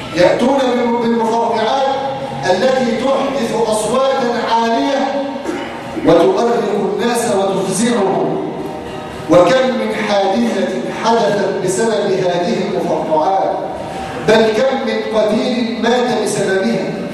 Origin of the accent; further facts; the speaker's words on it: Egypt; نسأله أن يجعل بلادنا مصر آمنة مطمئنة